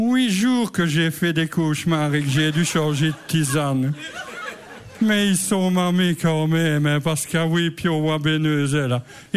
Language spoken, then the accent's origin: French; Verviers, Wallonia, Belgium; moi, je suis de Bénezet, mais je suis originaire comme eux, de la région Verviers-Étoile.